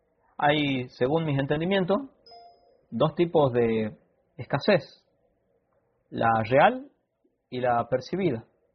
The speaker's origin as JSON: {"language": "Spanish", "country": "Argentina", "said": "yo soy de Argentina"}